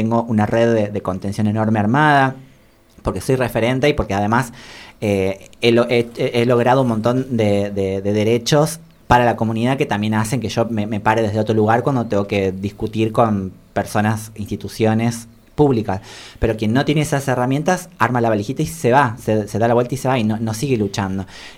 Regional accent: Tucumán, Argentina; moved away; Yo soy tucumana, eso también a mí me hace mirar las cosas de una manera totalmente distinta. Me fui de Tucumán por la violencia que había en la provincia en el 2007

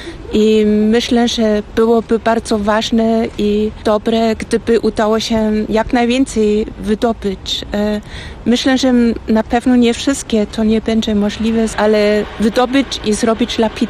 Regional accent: Germany; Polish is a second language; moved away as an adult; now in Poznań, Poland; pochodzę z Niemiec, ale mieszkam w Poznaniu już 7 rok i mam też obywatelstwo polskie.

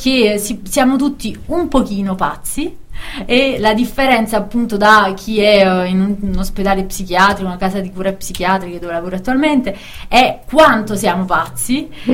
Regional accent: Caserta, Campania, Italy; io vengo da Caserta in Campania

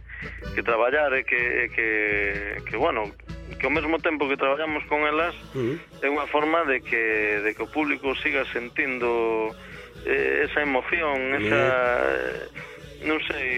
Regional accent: Cambados, Galicia, Spain; tamén participo de vez en cando coa banda de música do meu povo, a banda de música de Castrelo, de Cambados.

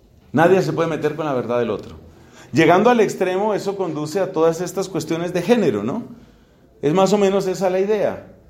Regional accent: Colombia; Mi cuerpo colombiano me obliga a comer tamal, arepa, otras cosas.

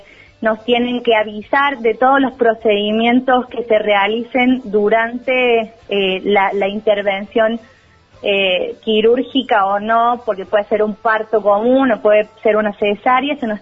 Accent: Córdoba, Argentina; este grupo de personas que somos del Departamento San Alberto

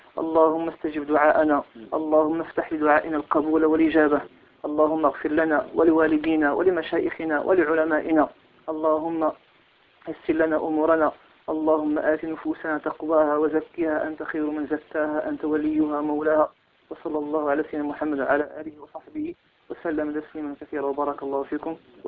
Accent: Morocco; كما هو الحال في بلدنا المغرب،

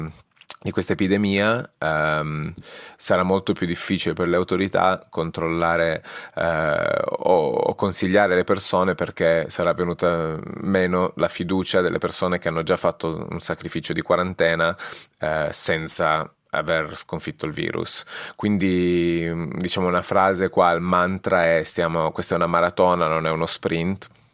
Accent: Turin, Piedmont, Italy; now in Edinburgh, United Kingdom; nato e cresciuto a Torino, residente a Edimburgo.

